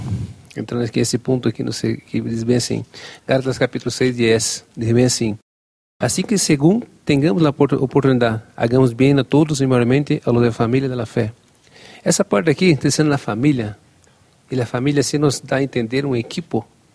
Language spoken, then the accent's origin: Spanish; Brazil; Spanish is a second language; A mí, como los brasileños, encanta el fútbol.